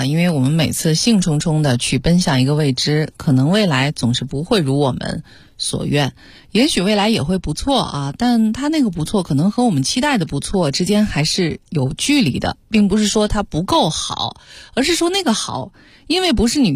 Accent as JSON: {"language": "Chinese", "region": "Beijing", "country": "China", "tie": "born or raised there", "said": "作为一个在北京生长了好多好多好多年的一个人，我怎么说呢，我觉得因为北京是我的故乡嘛，我是非常爱这座城市的啊，"}